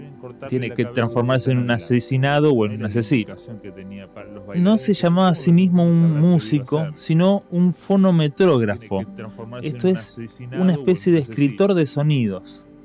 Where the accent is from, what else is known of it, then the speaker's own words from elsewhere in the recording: Rosario, Santa Fe, Argentina; Probablemente nosotros que somos rosarinos lo imaginamos al tipo tomando mate todo el día